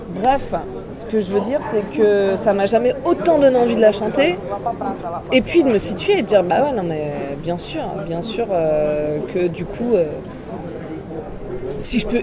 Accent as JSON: {"language": "French", "town": "Paris", "region": "Île-de-France", "country": "France", "tie": "born there", "said": "Voilà, je suis née à Paris"}